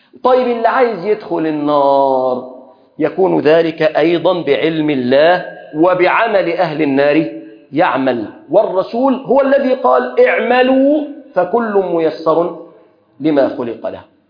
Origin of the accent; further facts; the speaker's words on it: Egypt; اللهم احفظ بلادنا مصر